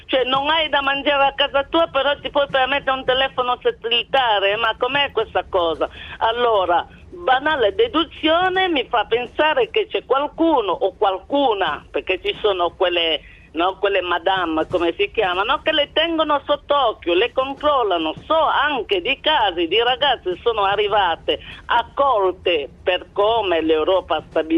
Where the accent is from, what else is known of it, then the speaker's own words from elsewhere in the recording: Cameroon; born there; Italian is a second language; Io sono nata nel Camerun, un bellissimo paese nel centro dell'Africa, 56 anni fa.